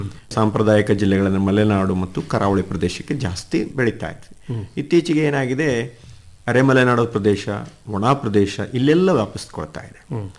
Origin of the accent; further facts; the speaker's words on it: Karnataka, India; ಜಗತ್ತಿನಲ್ಲಿ ನಾವು ಭಾರತೀಯರು ಮುಂಚೂಣಿಯಲ್ಲಿದ್ದೀವಿ, ಭಾರತದಲ್ಲಿ ಕರ್ನಾಟಕದವರು ಇನ್ನೂ ಮುಂಚೂಣಿಯಲ್ಲಿದ್ದೀವಿ.